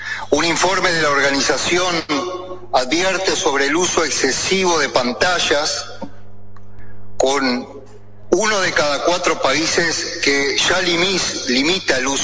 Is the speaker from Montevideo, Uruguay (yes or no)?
no; Paysandú, Uruguay; yo soy de Paysandú